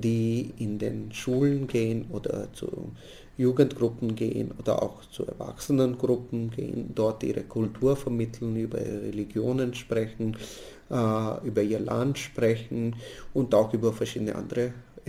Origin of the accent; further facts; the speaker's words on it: Mumbai, Maharashtra, India; moved away as an adult; now in Austria; geboren bin ich in Bombay und dort habe ich bis zu meinem 22. Lebensjahr gelebt. In Bombay habe ich auch mein Masterstudium in Biologie gemacht. Dann habe ich meinen Freund in Bombay kennengelernt und mit dem bin ich dann nach Österreich gekommen.